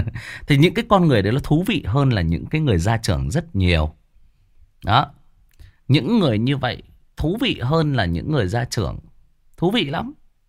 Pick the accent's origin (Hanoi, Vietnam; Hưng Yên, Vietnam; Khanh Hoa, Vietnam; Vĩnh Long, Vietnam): Hưng Yên, Vietnam; Van Giang; quê tôi thì quê nội ở bên Hưng Yên, ở bên Văn Giang.